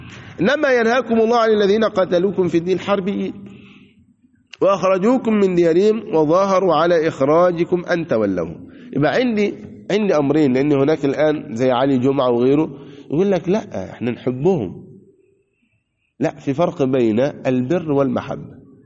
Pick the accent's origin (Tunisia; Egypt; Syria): Egypt; وكان مثلها عندنا في مصر